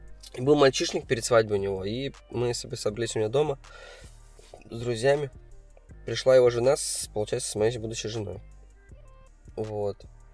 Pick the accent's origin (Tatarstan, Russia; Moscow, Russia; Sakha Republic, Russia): Tatarstan, Russia; Kazan; now in Kemerovo, Russia; Да, все здесь, в Казани. Нет, хочу сюда, конечно, вернуться. В Казани хочется играть. Все на родной город, всегда скучаю.